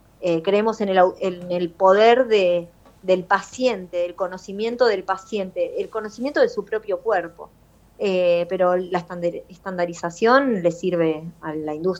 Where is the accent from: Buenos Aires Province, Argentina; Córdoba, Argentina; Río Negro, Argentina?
Buenos Aires Province, Argentina; La Plata; Yo soy de La Plata